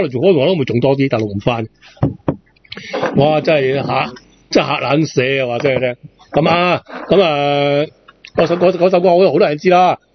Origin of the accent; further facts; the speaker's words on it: Hong Kong; 我哋广东话或者我哋香港人啦，有一句说话系可以译